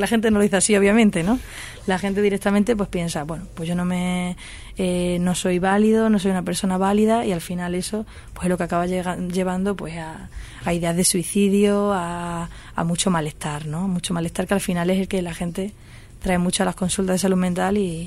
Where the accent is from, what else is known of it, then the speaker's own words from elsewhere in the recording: Extremadura, Spain; now in Madrid, Spain; Yo vengo de Extremadura y aquí en Madrid, pues obviamente no tengo mi círculo al que recurriría más fácilmente